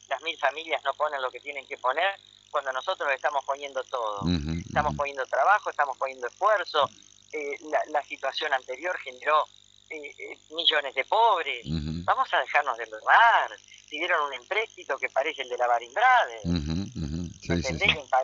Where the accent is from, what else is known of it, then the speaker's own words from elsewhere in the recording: Argentina; ¿Por qué no tenemos conciencia de quiénes somos los argentinos?